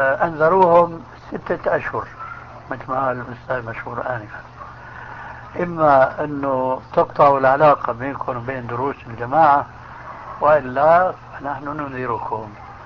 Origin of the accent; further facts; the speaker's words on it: Syria; كما يقولون عندنا في سوريا